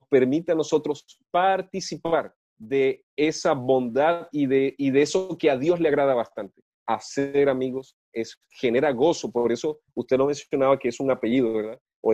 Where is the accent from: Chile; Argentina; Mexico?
Chile; Colón, Biobío; also born or lived in Ñuble; aunque somos oriundos de Colón, región del Biobío y región de Ñuble.